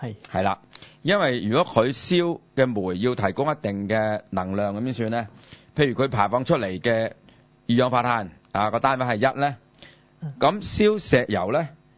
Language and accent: Cantonese; Hong Kong; 對於我哋香港人嚟講就比較陌生啲嘅，因為我哋比較少用暖氣。